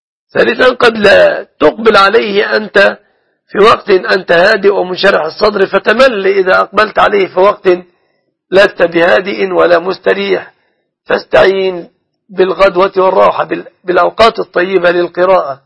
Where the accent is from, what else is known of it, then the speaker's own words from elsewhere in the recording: Egypt; أن يحفظ بلادنا مصر دائما وأبدا